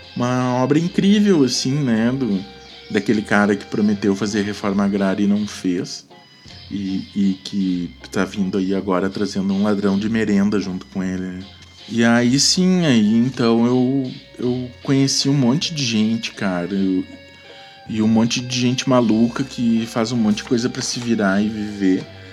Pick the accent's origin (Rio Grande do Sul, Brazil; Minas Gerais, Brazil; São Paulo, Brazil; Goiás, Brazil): Rio Grande do Sul, Brazil; Cachoeira; moved away; Aí eu fui morar em Porto Alegre, né? Saí de Cachoeira.